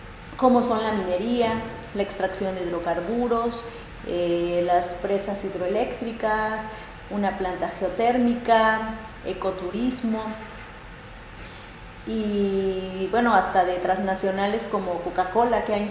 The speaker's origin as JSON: {"language": "Spanish", "town": "Chapultenango", "region": "Chiapas", "country": "Mexico", "said": "nosotras venimos de Chiapas, yo soy de Chapultenango, Chiapas, soy de la cultura Zoque. Los Zoques estamos ubicados al norte del estado de Chiapas. Somos una población de alrededor de 70.000 hablantes."}